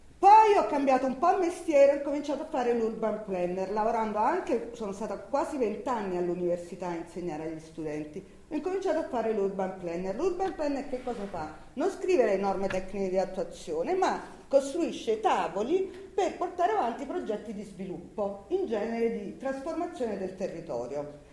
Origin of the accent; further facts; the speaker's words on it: Campania, Italy; Allora, io sono napoletana, si capisce, no?